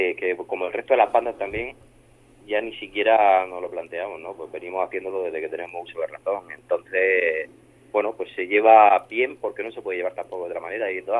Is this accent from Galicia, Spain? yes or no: no; Murcia, Region of Murcia, Spain; somos un dúo de Murcia